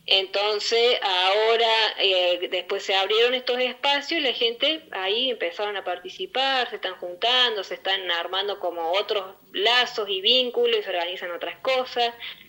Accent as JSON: {"language": "Spanish", "region": "Córdoba", "country": "Argentina", "moved": "yes", "said": "Yo soy de Córdoba, hace 15 años que estoy acá en la zona."}